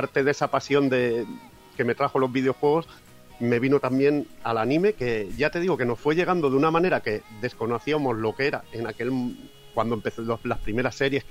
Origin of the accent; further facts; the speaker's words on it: Catalonia, Spain; hay una región de España que es de donde soy yo, que es Cataluña, que está pegando a Francia